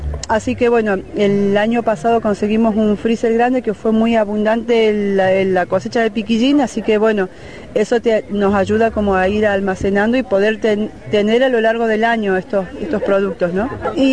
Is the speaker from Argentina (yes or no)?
yes; Travesía, Córdoba, Argentina; de Tras la Sierra, de Travesía especialmente.